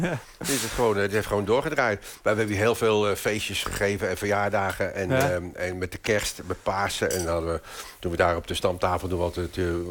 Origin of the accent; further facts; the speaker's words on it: Rotterdam, South Holland, Netherlands; Dus heb ik Amsterdam, waar we dus zijn, en Rotterdam, waar ik vandaan kom